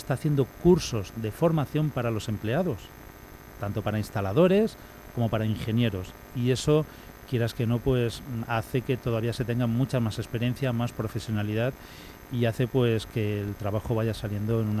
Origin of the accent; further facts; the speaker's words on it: Elche, Valencian Community, Spain; Mira, tanto Demetrio como yo, los dos somos del barrio de Carrús. De hecho, íbamos juntos al colegio. Yo sigo viviendo en el mismo barrio, sigo viviendo en la misma zona en la que nací prácticamente.